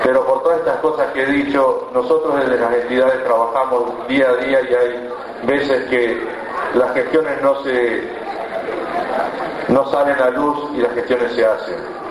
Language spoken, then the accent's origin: Spanish; Bonifacio, Buenos Aires Province, Argentina; Yo vengo del Bonifacio, partido de Guaminí, y sé que parte de nuestra agua